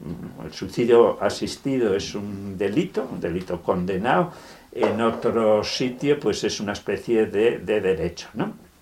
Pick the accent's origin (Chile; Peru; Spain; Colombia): Spain; Avilés, Asturias; un parador de Avilés, de donde yo soy